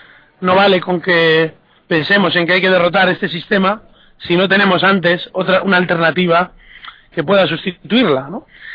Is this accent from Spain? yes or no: yes; Spain; tenemos que empezar a aprender muchas cosas de aquellos países sobre los cuales, encima, como españoles creemos que tenemos algún derecho sobre él